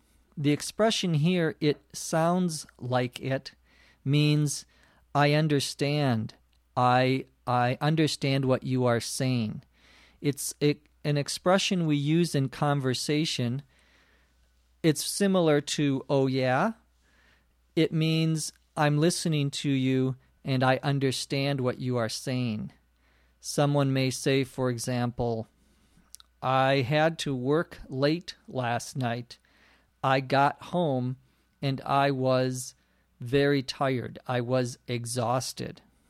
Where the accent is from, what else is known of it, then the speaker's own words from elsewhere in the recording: Los Angeles, California, United States; from Los Angeles, California.